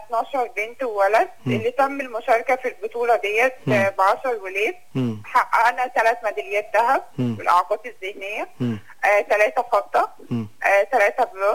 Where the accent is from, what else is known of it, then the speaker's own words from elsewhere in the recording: Egypt; لا لسه ما نزلش عندنا في مصر، لسه ما طبقش